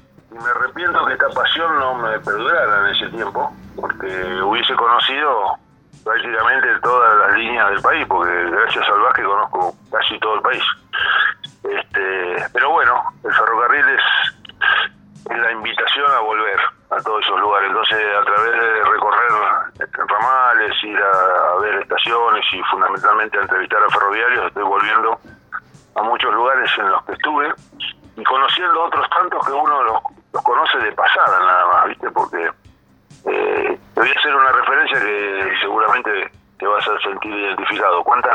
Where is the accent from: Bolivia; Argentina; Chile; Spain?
Argentina; La Plata, Buenos Aires Province; yo soy platense, nací en La Plata a 8 cuadras de la estación del Provincial